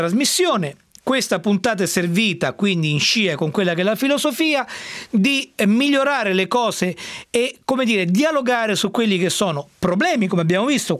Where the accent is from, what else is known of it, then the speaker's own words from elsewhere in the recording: Rome, Lazio, Italy; Io da romano mi sono vergognato come una biscia per quello che è successo